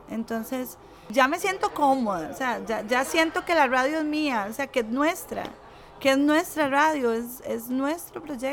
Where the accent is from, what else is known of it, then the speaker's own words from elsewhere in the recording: Punta Arenas, Magallanes, Chile; Soy de Punta Arenas Centro.